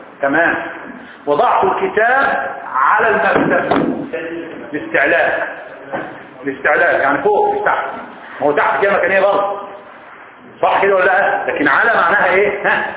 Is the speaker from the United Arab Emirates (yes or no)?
no; Egypt; بيقولوها المصريين صح ما انا منهم انا مصري برضه ولا ايه